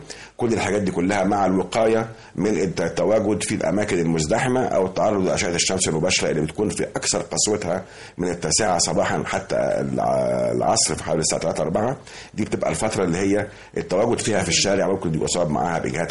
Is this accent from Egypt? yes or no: yes; Egypt; مش في عندنا في مصر فقط ولا في المنطقه فقط